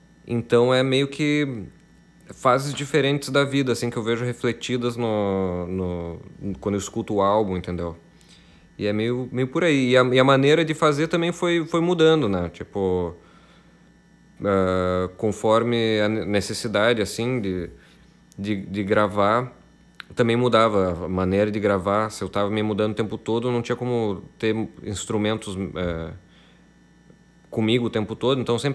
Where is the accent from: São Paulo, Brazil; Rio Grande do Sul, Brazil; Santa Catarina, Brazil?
Rio Grande do Sul, Brazil; Passo Fundo; moved away as an adult; now in Porto Alegre, Brazil; ele fala muito sobre a cidade da onde eu vim, que é Passo Fundo, né? A cidade onde eu cresci e tal, e fui embora dela com 19 anos para mudar Porto Alegre.